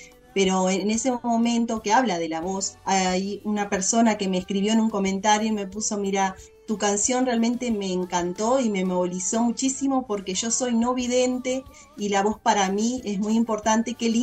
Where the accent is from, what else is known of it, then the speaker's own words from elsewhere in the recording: Uruguay; Como uruguaya, y o sea, para ustedes también es un teatro importantísimo.